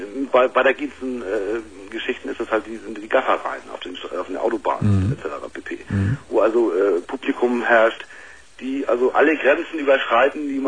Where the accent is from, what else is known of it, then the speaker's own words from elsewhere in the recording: Hamburg, Germany; Ich bin aus Hamburg.